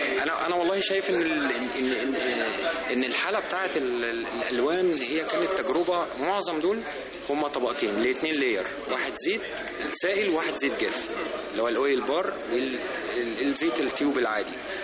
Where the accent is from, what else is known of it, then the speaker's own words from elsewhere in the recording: Egypt; وبعدين الميثولوجي الاجتماعي عندنا في مصر ساري جدا جدا